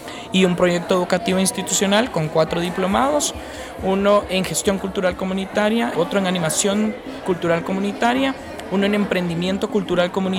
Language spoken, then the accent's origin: Spanish; Guatemala; soy de Guatemala